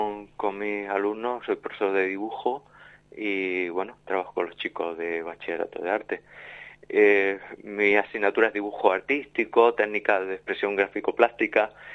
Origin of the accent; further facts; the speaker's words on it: Torreperogil, Andalusia, Spain; Yo soy jienense, un pueblo de Jaén, Torre Perojil se llama mi pueblo, pero aquí ya por tierra gaditana llevo ya 26 años, o sea que ya me considero gaditano.